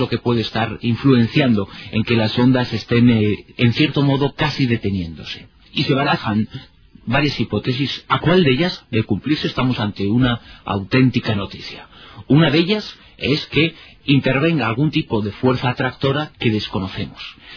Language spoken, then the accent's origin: Spanish; Galicia, Spain; soy gallego del norte y del sur.